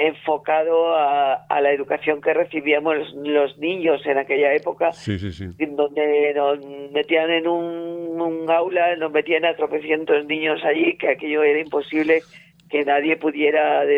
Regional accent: Olivares, Andalusia, Spain; born there; yo nací en un pueblecillo pequeño de Granada que se llama Olivares, que es una pedanía de un pueblo más importante de Granada que se llama Moclín.

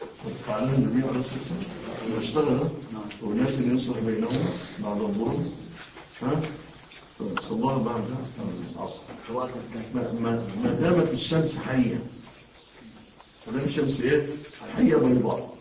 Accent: Egypt; إحنا الحمد لله بلادنا مصر ما زال الباقي فيها الحمد لله شيء من الأمن

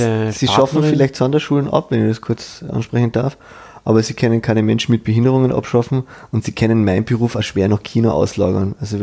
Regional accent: Vienna, Austria; jetzt als echter Wiener

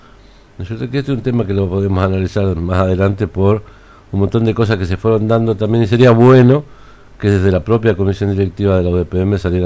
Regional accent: Argentina; Somos todos argentinos, somos todos hermanos

